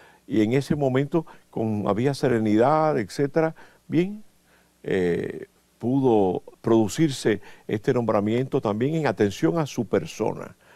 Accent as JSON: {"language": "Spanish", "country": "Cuba", "said": "he tenido un ministerio, yo diría tan feliz, tan cariñoso de parte de mi pueblo cubano"}